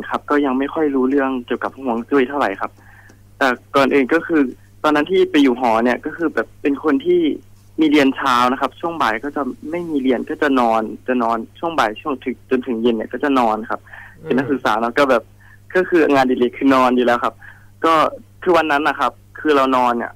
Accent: Nakhon Ratchasima, Thailand; จริงๆผมเป็นคนโคราชก็จะนับถือหลวงพ่อคูณครับ

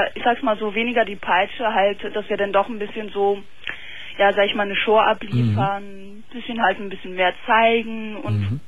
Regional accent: Turkey; bin ich Türkin und er ist Deutscher

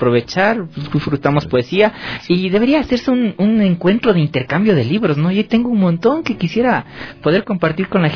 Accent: Ecuador; sobre todo el cine hecho en mi país, el cine ecuatoriano.

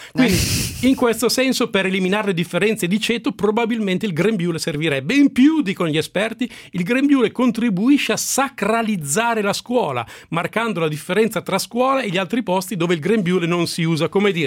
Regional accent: Milan, Lombardy, Italy; io sono di Milano, ma io non sono così.

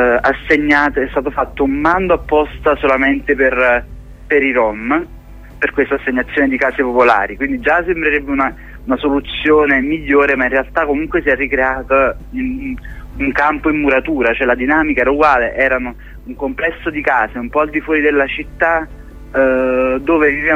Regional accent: Naples, Campania, Italy; io pure sono napoletano

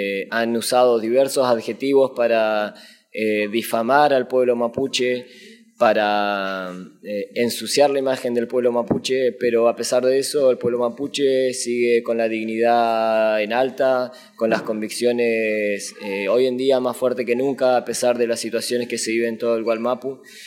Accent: Argentina; vengo del territorio del Puel Mapu, lo que hoy se conoce como Argentina.

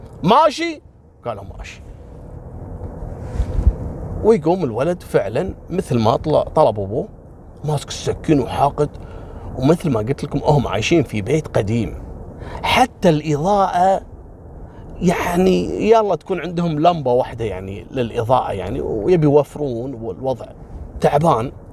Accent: Kuwait; قصة حصلت عندنا في الكويت في السبعينات

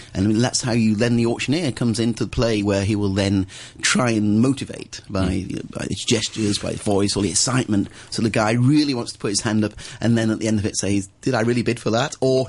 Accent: Wigan, North West England, United Kingdom; This is where I come from Wigan up north.

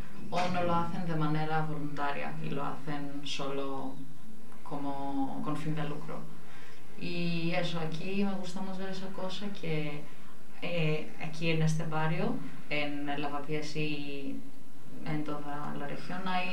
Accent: Greece; Spanish is a second language; now in Spain; Sí, yo soy de Grecia y hago aquí unas prácticas de Erasmus. Llevo aquí casi 4 meses

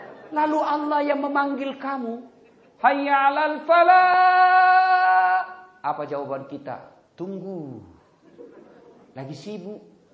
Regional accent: South Sulawesi, Indonesia; Oh, itu Bugis pinggirang. Kalau saya Bugis modern.

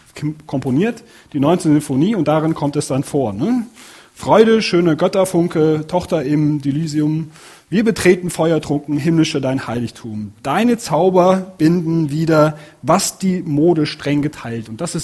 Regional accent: Cologne, North Rhine-Westphalia, Germany; Und da komme ich so, aus der Gegend komme ich her. Und also da ist es wirklich so, die Kölner Kultur, die ganze Rheinländer Kultur

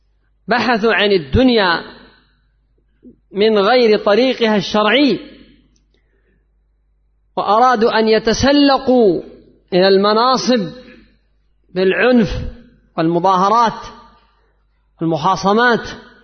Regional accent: Yemen; عندنا في اليمن وفي ليبيا وفي مصر وفي كثير من البلدان

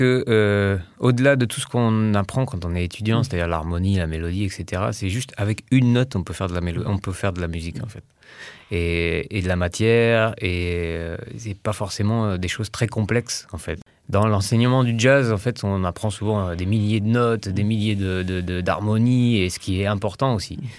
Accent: Brittany, France; Même si je suis breton, j'y connais rien.

